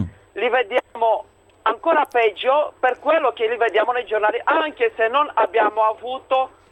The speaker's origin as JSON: {"language": "Italian", "country": "Romania", "second_language": "Italian", "said": "Da Romania."}